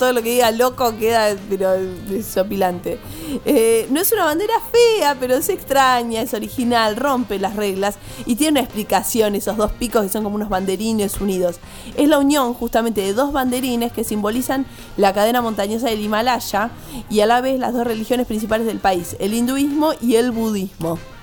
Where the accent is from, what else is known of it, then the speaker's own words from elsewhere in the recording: Argentina; Desde que somos Argentina es así.